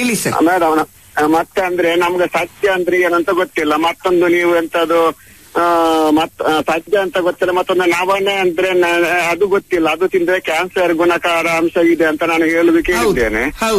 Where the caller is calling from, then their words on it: Mangaluru, Karnataka, India; ನಾನು ದಕ್ಷಿಣ ಕನ್ನಡ ಮಂಗಳೂರು ಇಂದ ಮಾತಾಡ್ತಿದ್ದೀನಿ.